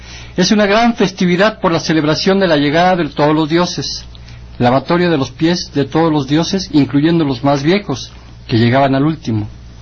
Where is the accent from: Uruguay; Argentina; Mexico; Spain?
Mexico; Somos un pueblo milenario del Anáhuac. Somos habitantes anahuacas. Somos mexicanos milenarios de una gran cultura, de una raíz. Somos del Anáhuac, somos olmecas, somos toltecas